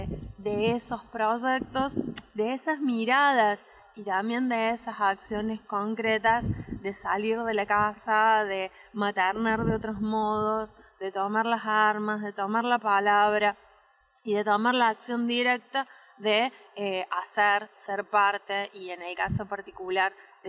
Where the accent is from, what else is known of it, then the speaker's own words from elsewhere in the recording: Patagonia, Argentina; quizás se nota por mi tonada, pero soy de la Patagonia, cuando me vine a vivir a Tralau, que me vine a vivir acá en el 2011